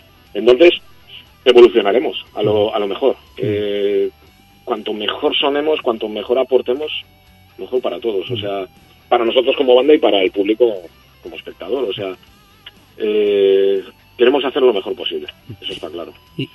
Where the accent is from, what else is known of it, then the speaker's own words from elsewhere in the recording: Catalonia, Spain; mi lengua materna es el castellano, pero me crié en Cataluña, puedo cantar en catalán, aquí en euskera, francés, inglés, un poquito de alemán, algo de italiano, bastante políglota en ese sentido.